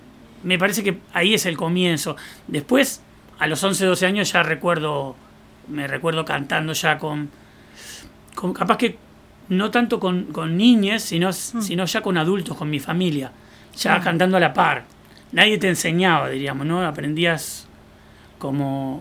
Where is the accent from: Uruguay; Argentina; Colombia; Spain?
Uruguay; Salto; Yo tengo familia de cantores en mi pueblo Salto, de Uruguay.